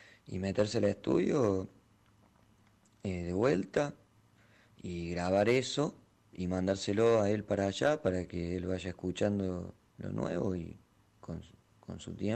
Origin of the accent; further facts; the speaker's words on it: Villa María, Córdoba, Argentina; Nosotros somos tres de Villa María y Adrián de Buenos Aires